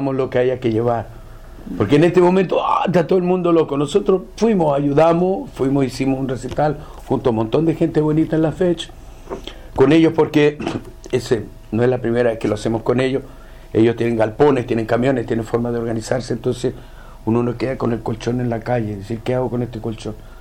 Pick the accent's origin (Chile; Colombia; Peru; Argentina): Chile; No somos jaguares, somos chilenos. ¿Cachai? Y eso es lo que hay que entender. Y yo no soy el brasilero, yo soy chileno, güey.